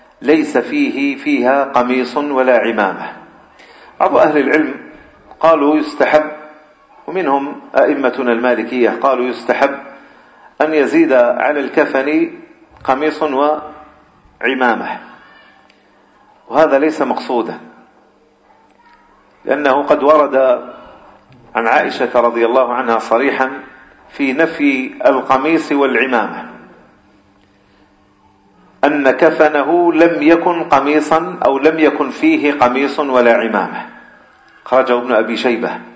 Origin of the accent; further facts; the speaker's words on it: Algeria; بخاصة عندنا في الجزائر